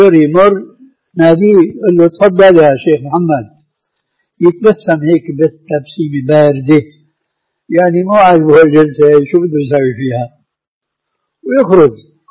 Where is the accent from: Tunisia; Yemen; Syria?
Syria; عندنا بالشام